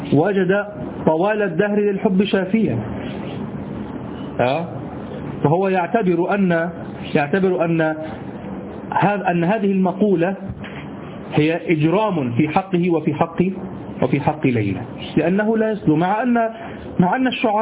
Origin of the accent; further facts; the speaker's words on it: Egypt; هو الذي يعرف عندنا في مصر السديري، الصاد هو طبعا، لكن نحن نقول سديري